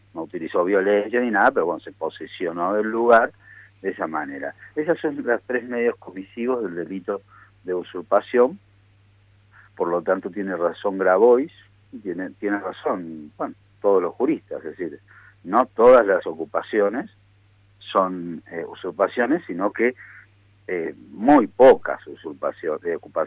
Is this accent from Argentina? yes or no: yes; Mendoza, Argentina; ya que somos mendocinos